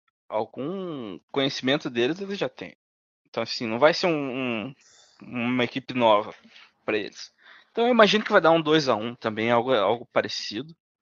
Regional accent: Brazil; Eu gosto nenhuma, eu sou brasileiro.

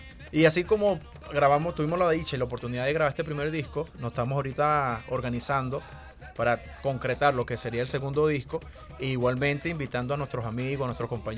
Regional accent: Cumaná, Sucre, Venezuela; Yo me crié en Cumaná, por ejemplo.

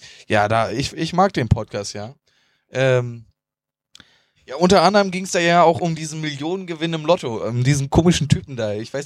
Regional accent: Northern Germany, Germany; Aber das ist jetzt nur mal meine persönliche Meinung hier als Norddeutscher.

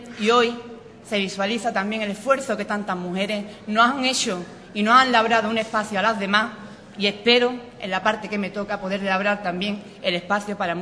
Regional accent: Ubrique, Andalusia, Spain; me siento tremendamente orgullosa de poder representar a mi pueblo como alcaldesa de Ubrique

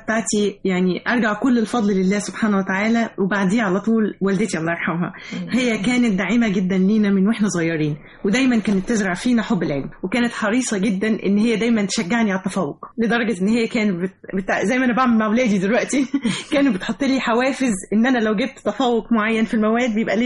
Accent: Egypt; أنا فخري وكل اعتزازي إن أنا مصرية طبعا

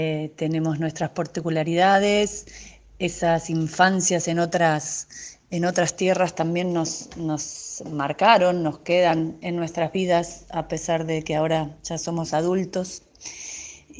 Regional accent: Mexico City, Mexico; en abril del año 77 nací yo, en un hospital del Distrito Federal, donde mis papás se instalaron muy de a poco, con mucha ayuda y con otros argentinos que vivían allá.

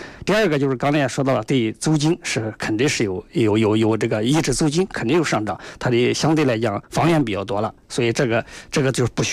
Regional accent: China; 我们中国人就是大多数老百姓走背都比较穷吧，因为以前生活条件落后嘛

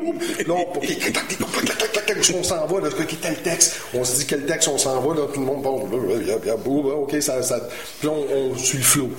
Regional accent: Montreal, Quebec, Canada; Je suis montréalais très assumé, puis il y a beaucoup d'anglicisme dans mon langage.

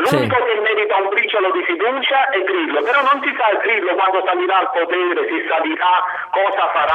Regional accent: Naples, Campania, Italy; io chiamo da Napoli, sono napoletano.

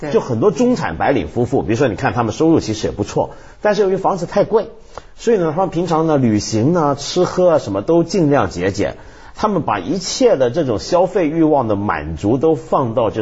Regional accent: Hong Kong; 没错，我们香港人很习惯，可太清楚这

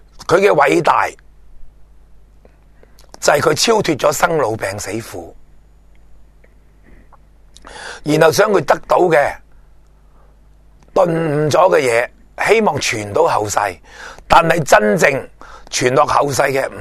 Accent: Hong Kong; 好似我哋香港人亦都系一样

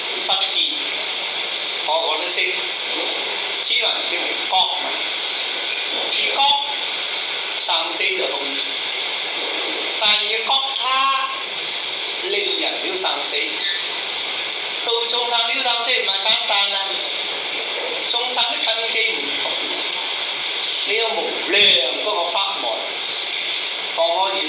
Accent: Guangdong, China; 但我哋廣東人咧就佔咗范陽嗰個方啊。

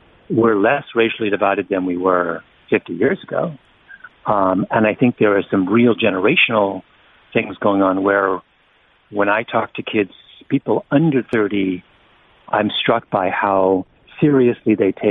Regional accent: Canada; I mean, I'm a Canadian, really

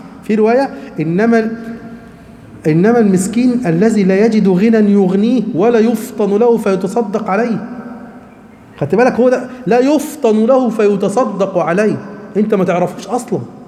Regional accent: Egypt; واحنا كمصريين احنا مستجيبين جدا للموضوع ده

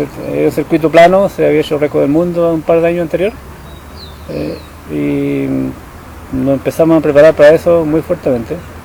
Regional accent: Punta Arenas, Magallanes, Chile; now in Santiago, Chile; Vengo de Punta Arenas, llegué a Santiago en el año 1982.

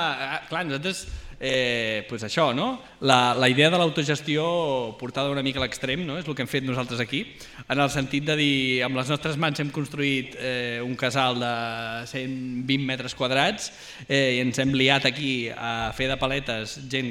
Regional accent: Sabadell, Catalonia, Spain; molt amable amb els forasters, sobretot, que venim de Sabadell

